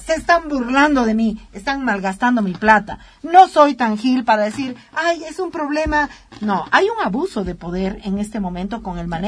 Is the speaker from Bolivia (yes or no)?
yes; Bolivia; yo estoy indignada como boliviana